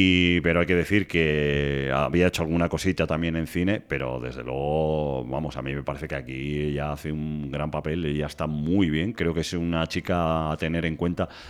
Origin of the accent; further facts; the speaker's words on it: Spain; como somos los españoles, ¿no?